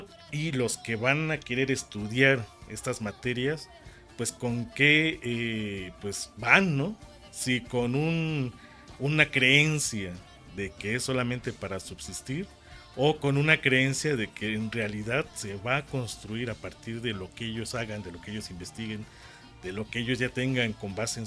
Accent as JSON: {"language": "Spanish", "country": "Mexico", "said": "Como mexicano."}